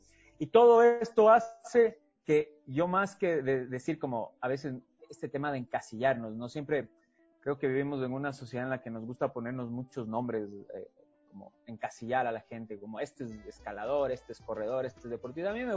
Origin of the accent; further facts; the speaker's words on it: Chile; Yo crecí en Chile muchos años de mi vida, mi mamá es de allá